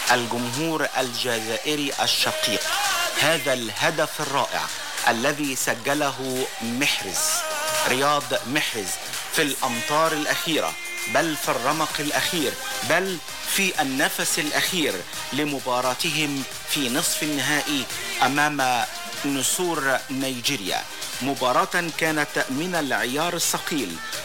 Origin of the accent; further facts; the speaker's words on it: Egypt; تحية تقدير وإعزاز بي كمصري